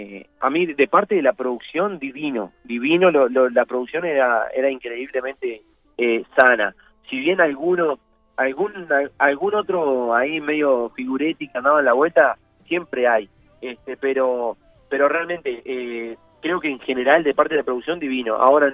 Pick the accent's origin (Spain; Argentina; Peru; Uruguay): Uruguay; No, que soy uruguayo no significa que yo sea un cavernícola.